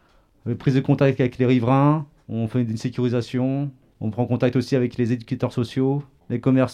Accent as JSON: {"language": "French", "town": "Paris", "region": "Île-de-France", "country": "France", "lives_now": "Angoulême, France", "said": "je viens de Paris et là je suis arrivé à Angoulême il y a un an."}